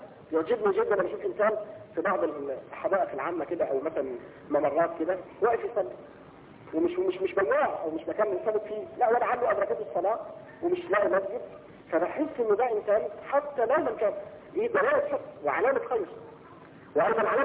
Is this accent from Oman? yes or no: no; Egypt; تعرفين ان في عيد عندنا في مصر هنا يوم 7 يناير